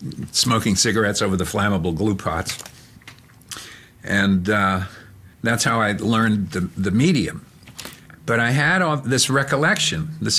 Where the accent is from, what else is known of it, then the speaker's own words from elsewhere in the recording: New York, United States; moved away as an adult; now in Pittsburgh, United States; I grew up in New York, moved to Pittsburgh to go to school, and I still live there.